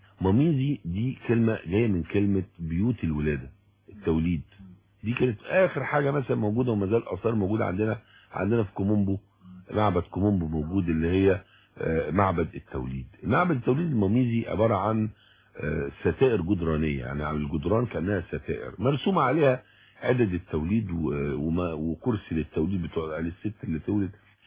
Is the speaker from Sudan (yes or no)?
no; Egypt; إحنا كمصريين إحنا أمة الدنيا، يعني علمنا الناس معنى الوجود.